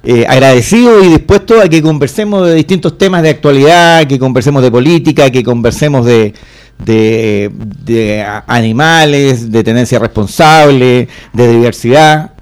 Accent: Puente Alto, Santiago Metropolitan Region, Chile; Estudié de kindergarten a cuarto medio en la Escuela Consolidada de Puente Alto, así que soy un puentealtino y lo digo con orgullo. En cualquier parte de Chile donde voy, soy nacido y criado en Puente Alto

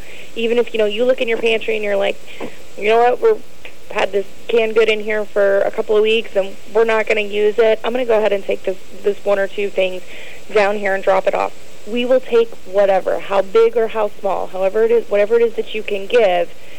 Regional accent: Nashville, Tennessee, United States; I am from Nashville.

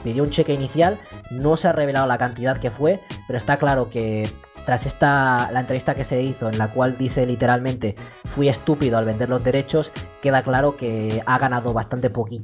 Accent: Mexico; yo mismo puedo atestiguar, siendo mexicano

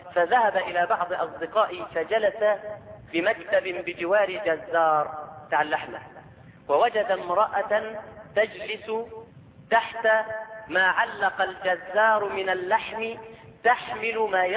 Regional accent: Egypt; مع العلم ان عندنا في مصر ناس شطار جدا

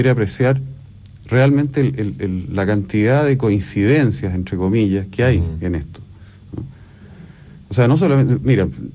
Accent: Chile; Nosotros somos latinos, ¿no? O sea, de los chilenos.

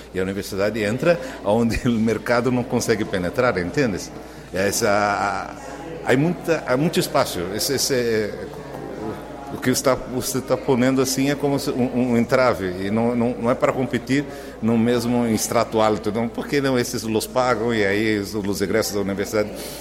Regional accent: Brazil; Spanish is a second language; Soy ingeniero, vengo de Brasil

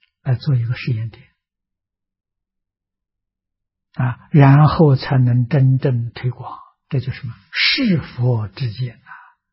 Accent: China; 我们中国人讲样板非常重要

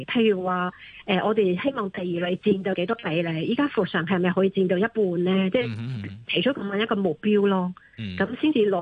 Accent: China; now in Hong Kong; 类似我从内地嚟到香港，喺香港生活

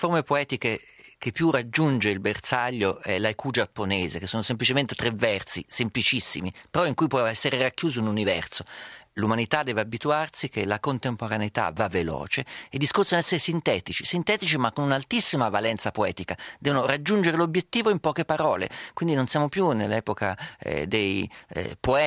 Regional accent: Umbria, Italy; accent: Perugian; Al mio paese dicono, lo dico in perugino

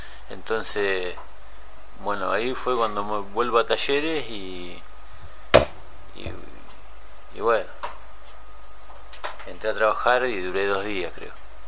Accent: Pedro Luro, Buenos Aires Province, Argentina; soy de Pedro Luro. Hace 5 años que estoy privado de mi libertad

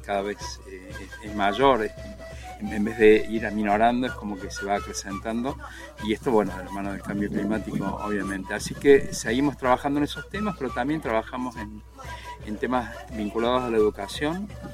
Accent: Villa General Belgrano, Córdoba, Argentina; Yo soy de Villa General Belgrano

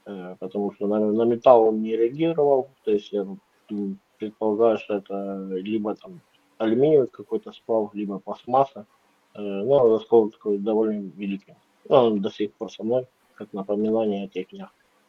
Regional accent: Ukraine; also born or lived in Khabarovsk, Russia; Я сам родом из Украины, но маленькая ремарочка. Я родился в России, в Хабаровске, в городе. То есть отец служил при Советском Союзе. И там познакомился со своей матерью. То есть у меня отец украинец, а мать русская.

